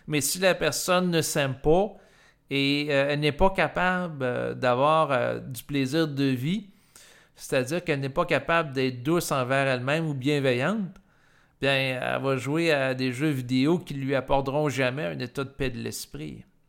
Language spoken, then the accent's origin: French; Quebec, Canada; puis je suis du Québec. Je ne suis pas au Congo présentement, je ne suis pas en Afghanistan.